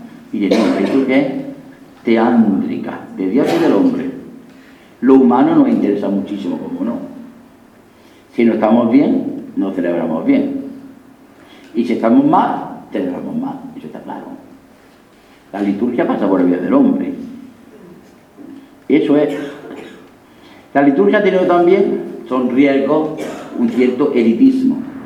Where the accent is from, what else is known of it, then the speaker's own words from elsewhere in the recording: Linares, Andalusia, Spain; la Semana Santa de mi pueblo, un pueblo muy bueno, Linares, Jaén, no tenía ninguna fuerza.